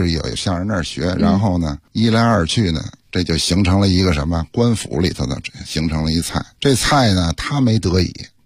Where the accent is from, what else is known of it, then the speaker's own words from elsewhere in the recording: Beijing, China; 说这个咱们北京人做出来的这些正能量，这能辐射到祖国各地。